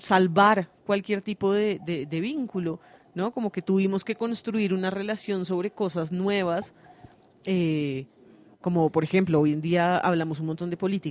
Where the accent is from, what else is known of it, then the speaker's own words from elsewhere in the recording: Ecuador; moved away as an adult; now in Bogotá, Colombia; yo nací acá en Bogotá, pero siendo muy pequeña con mi familia nos fuimos para Ecuador y cuando me gradué del colegio, pues me devolví a Bogotá separándome entonces de mi mamá y mi papá.